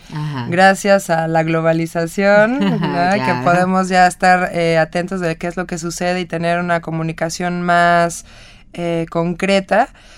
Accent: Nayarit, Mexico; nosotros salimos del estado de Nayarit, el cual es costa occidente. Digamos que más o menos está casi a la mitad del país.

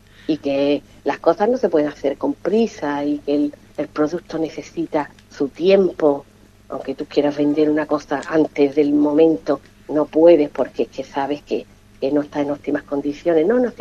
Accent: Ubrique, Andalusia, Spain; soy un clon de la Consejería de Turismo de Ubrique.

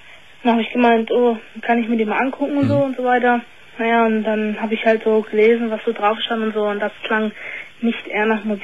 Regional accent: Northern Germany, Germany; weil ich komme aus dem Norden

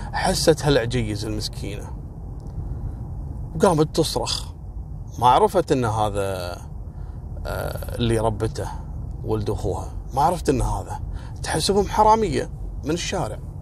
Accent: Kuwait; وهذا النظام اعتقد موجود في كل مكان يعني حتى عندنا في الكويت

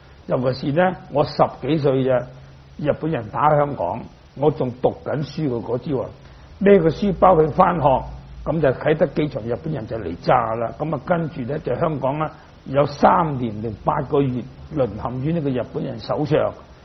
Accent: Dongguan, Guangdong, China; 我哋鄉下就好多魚塘嘅，咁我本身我係東莞人，咁啊東莞就好多魚塘嘅，條條村都有魚塘嘅。

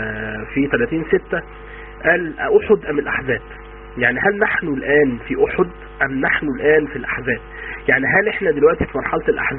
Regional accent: Egypt; احنا في بعد الثمانينات عندنا في مصر

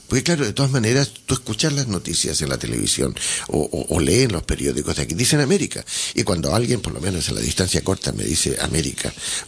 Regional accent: Santiago, Santiago Metropolitan Region, Chile; y me dice de dónde soy, y yo le digo, soy de Santiago, porque ya lo vi.

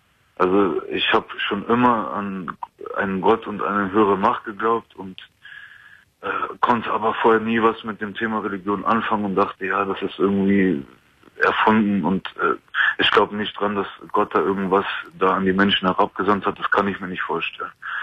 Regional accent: Germany; Also ich bin Deutscher, ich habe auch deutsche Eltern.

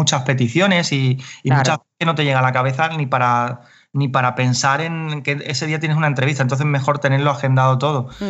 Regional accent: Carmona, Andalusia, Spain; Pero yo soy, yo vengo de Carmona

